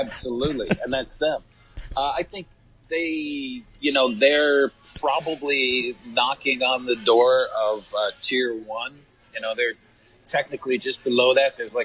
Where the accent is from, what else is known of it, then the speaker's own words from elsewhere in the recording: Canada; I'm Canadian